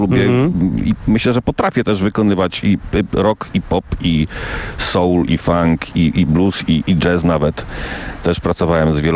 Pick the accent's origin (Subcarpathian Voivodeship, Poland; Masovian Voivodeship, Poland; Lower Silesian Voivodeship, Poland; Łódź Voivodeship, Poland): Subcarpathian Voivodeship, Poland; Krosno; ponieważ pochodzimy z jednego miasta